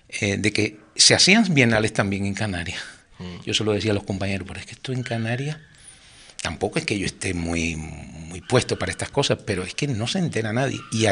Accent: Cuba; Pero es que a uno como cubano, a cualquier cubano

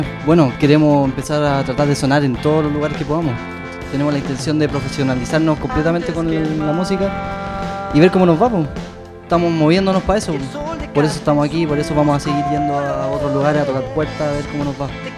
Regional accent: Macul, Santiago Metropolitan Region, Chile; Y yo soy de Macul, pero ensayamos en Peñalolén.

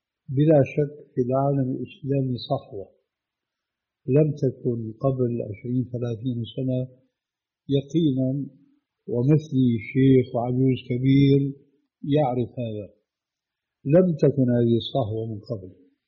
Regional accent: Syria; لذلك العملية كما يقولوا عندنا في الشام بدها زكتار

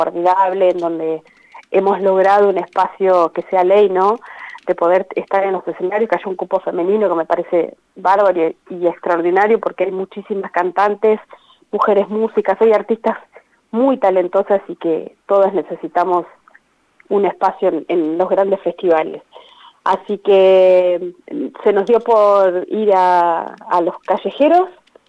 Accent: Parera, La Pampa, Argentina; estoy como a 200 kilómetros de Santa Rosa, ellas dos viven ahí, claro. Yo soy de Parera

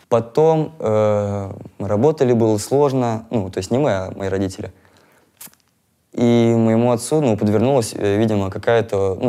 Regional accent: Moscow, Russia; also born or lived in Murmansk; Вообще, короче, я родился в Мурманске.

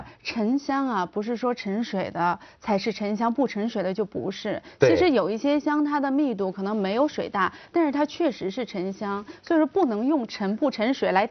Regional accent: Heilongjiang, China; 很近。我们家乡因为这个事儿火了，我觉得不是很光彩。

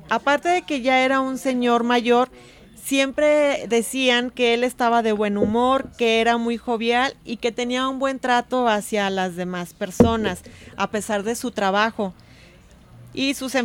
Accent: Guadalajara, Jalisco, Mexico; Hay que conocer como tapatíos y jaliscienses que hay obras importantes

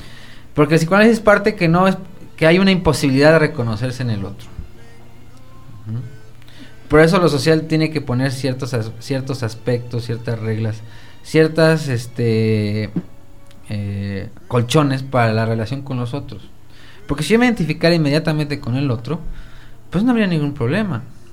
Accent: Mexico; nosotros, como mexicanos, en nuestra realidad

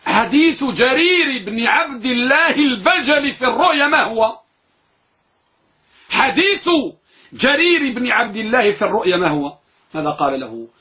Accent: Morocco; نحن عندنا في المغرب نقول ضرب الحلق إنسل خلق

